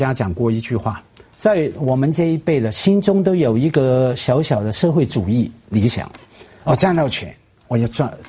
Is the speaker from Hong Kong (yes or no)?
yes; Hong Kong; 我成长在香港也好多书店啊